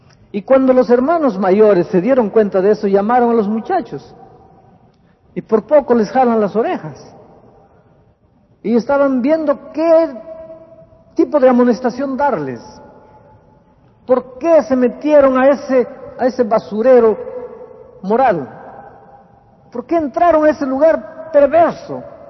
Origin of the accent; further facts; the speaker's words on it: Peru; now in Brazil; yo estuve de vacaciones en Lima, en Perú, en mi país.